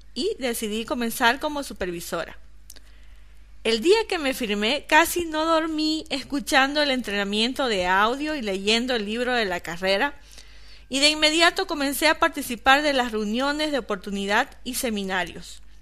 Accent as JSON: {"language": "Spanish", "town": "Riberalta", "region": "Beni", "country": "Bolivia", "tie": "born there", "said": "tengo 33 años, nací en Rivera Alta, Beni, Bolivia, una pequeña ciudad de 30.000 habitantes en aquel entonces. Vengo de una familia donde no hubo abundancia ni lujos"}